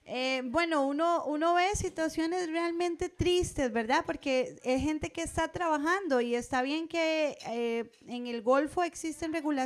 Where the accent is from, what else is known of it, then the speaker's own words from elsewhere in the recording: Punta Arenas, Magallanes, Chile; soy de Punta Arenas, soy abogada